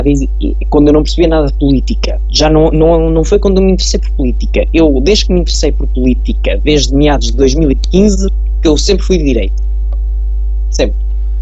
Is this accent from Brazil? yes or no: no; Figueira da Foz, Centro, Portugal; Eu sou da Figueira.